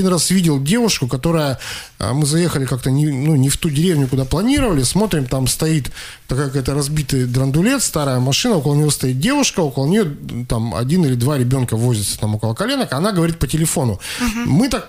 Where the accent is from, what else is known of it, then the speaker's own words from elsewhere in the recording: Russia; он когда узнал, что мы из России, он остановил нас